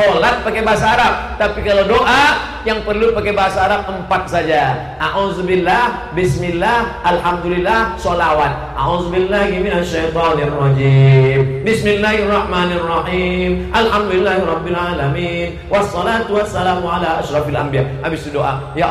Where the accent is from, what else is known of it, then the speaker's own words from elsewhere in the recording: Lampung, Indonesia; Saya orang Lampung, Pak Ustaz.